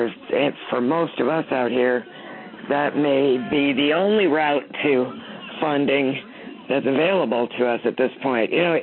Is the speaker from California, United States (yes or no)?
yes; California, United States; I grew up in Death Valley in California, and most of the rock out there